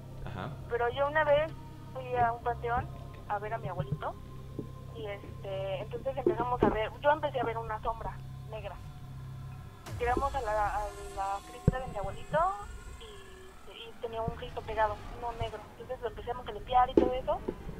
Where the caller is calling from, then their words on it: Texcoco, State of Mexico, Mexico; De Texcoco.